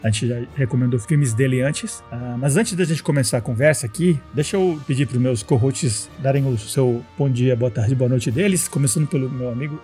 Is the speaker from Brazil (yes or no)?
no; Colombia; Isso lá na Colômbia, onde eu cresci, né? Eu me eduquei lá.